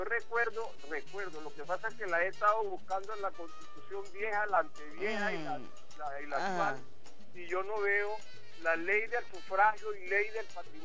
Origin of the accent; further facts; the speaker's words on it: Venezuela; se lo digo como venezolano. Usted va a la casa donde yo nací y esa casa me la dejó mi tatarabuelo. ¿Soy o no soy venezolano?